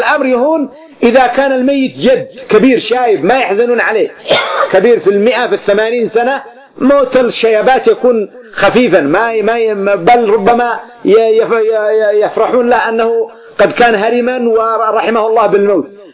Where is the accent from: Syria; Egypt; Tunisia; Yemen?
Yemen; كان عندنا في اليمن قبل منذ 20 سنة